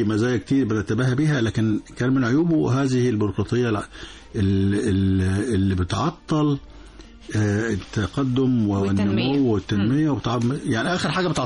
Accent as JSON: {"language": "Arabic", "country": "Egypt", "said": "بس طبعا عشان المؤتمر الأولاني ده عندنا في مصر فكانت تغطية رائعة"}